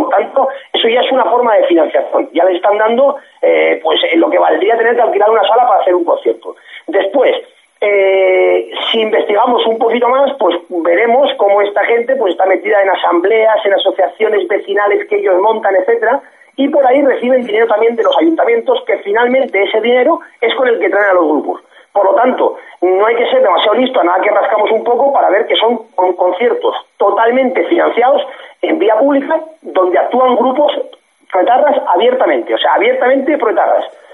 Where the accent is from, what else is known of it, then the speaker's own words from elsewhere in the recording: Basque Country, Spain; ahí en mi tierra, en mi país vasco natal, en Guipúzcoa